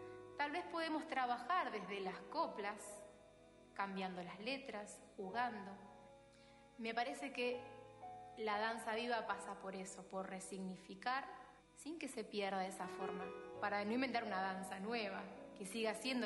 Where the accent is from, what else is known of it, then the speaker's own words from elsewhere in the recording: Santa Fe, Argentina; born there; now in Rosario, Argentina; nací en Hessler, aquí en la provincia de Santa Fe. Vivo actualmente en Rosario y trabajo aquí.